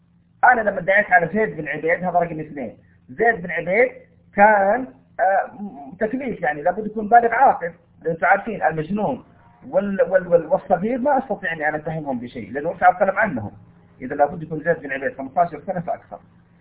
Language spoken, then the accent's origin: Arabic; Taif, Makkah Province, Saudi Arabia; أنا من أهل الطائف الآن،